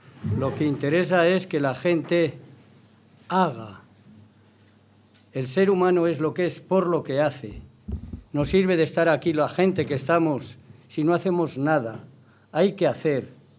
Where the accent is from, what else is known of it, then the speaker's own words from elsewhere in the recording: Navarre, Spain; Mi tierra, la Navarra. 5 años tenía, yo no vi y viví más que injusticias, crímenes y hambre.